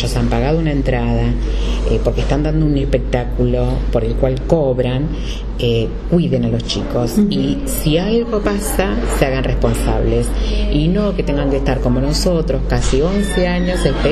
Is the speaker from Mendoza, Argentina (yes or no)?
no; José C. Paz, Buenos Aires Province, Argentina; Y la gente de José C. Paz siempre apoyó la lucha. Entonces para mí es una manera de devolverle a mi pueblo que me apoyó